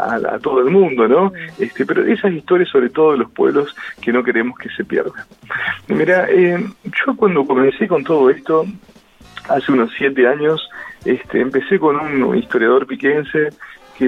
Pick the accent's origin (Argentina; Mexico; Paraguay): Argentina; General Pico, La Pampa; cuando nos incluyeron a nosotros, que somos de Pico